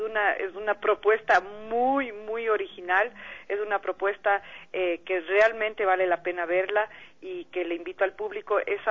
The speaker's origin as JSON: {"language": "Spanish", "country": "Ecuador", "said": "esto que nos moviliza a nosotros como ecuatorianos"}